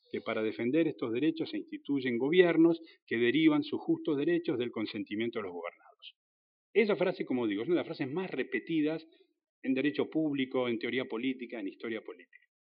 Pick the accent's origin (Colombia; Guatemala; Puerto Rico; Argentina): Argentina; como ciudadanos, como argentinos, es, en cierto modo, el acta de nacimiento de nuestro país.